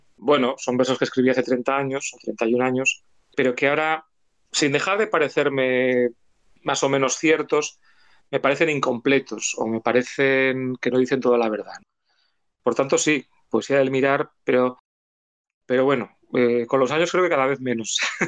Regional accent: Asturias, Spain; also born or lived in France / England; yo soy una persona del norte, a pesar de que … mi padre era catalán, y yo nací y me crié en Asturias, en el norte. Y luego he vivido temporadas largas en Francia, también en el norte

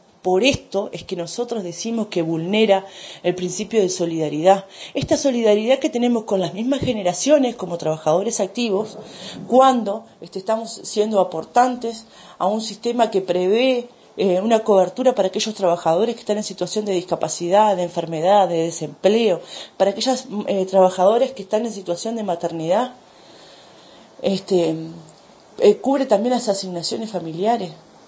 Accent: Uruguay; como clase trabajadora, como pueblo uruguayo

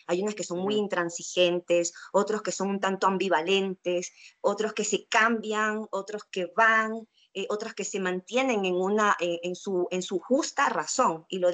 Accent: Guayaquil, Guayas, Ecuador; yo decidí dejar mis cosas en Guayaquil, yo soy de Guayaquil, y en el 2013 ingreso al Mala Hierba

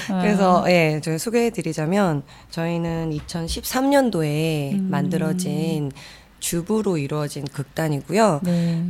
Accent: Guro-dong, Seoul, South Korea; 저는 구로동에서 태어나서 여태까지 구로동 그 자리에서 이동해서 40년 쭉 살고 있는

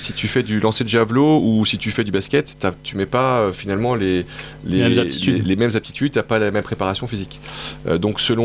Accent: Montpellier, Occitanie, France; je suis montpelliérain

